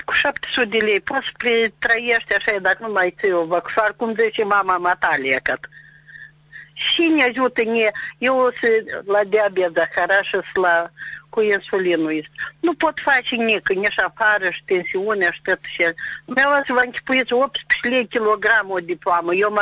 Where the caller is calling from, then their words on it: Dondușeni District, Moldova; din Răiunul Dundosec.